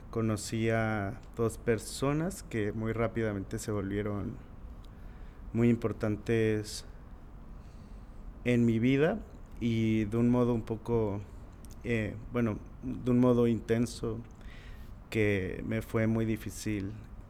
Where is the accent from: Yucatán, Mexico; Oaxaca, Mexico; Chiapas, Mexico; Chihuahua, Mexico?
Oaxaca, Mexico; born there; estas dos personas vienen del mismo lugar de donde yo nací y de donde nació mi, pues toda mi familia, que es el Istmo en Oaxaca